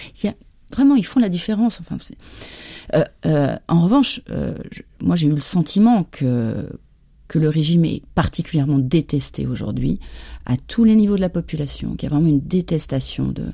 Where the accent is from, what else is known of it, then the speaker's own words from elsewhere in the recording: France; Mais moi, en tant que Française, aucun problème.